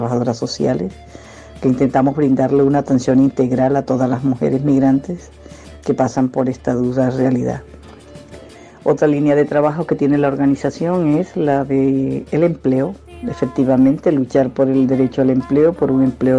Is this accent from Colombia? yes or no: yes; Colombia; now in Valencia, Spain; colombiana, 20 años viviendo en Valencia, psicóloga